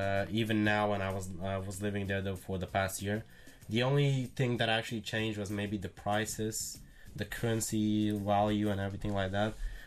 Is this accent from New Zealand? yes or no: no; Lithuania; I'm Lithuanian.